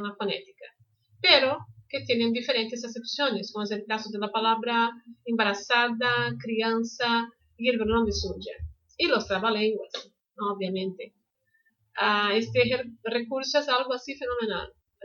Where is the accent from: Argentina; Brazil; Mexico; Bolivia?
Brazil; Spanish is a second language; soy de Brasil. Aquí doy clases de español online presenciales desde hace 15 años